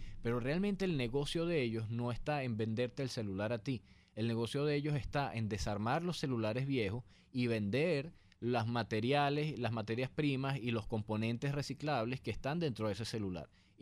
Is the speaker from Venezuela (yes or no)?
yes; Venezuela; es importante que nosotros como venezolanos también logremos implantar una cultura